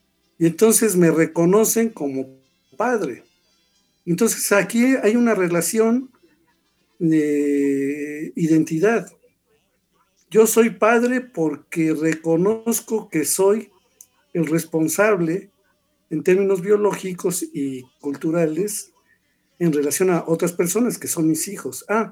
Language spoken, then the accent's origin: Spanish; Mexico